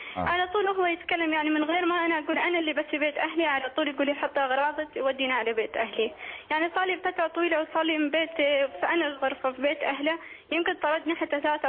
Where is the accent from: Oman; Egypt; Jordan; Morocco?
Oman; أنا مشكلتي إني أنا من عمان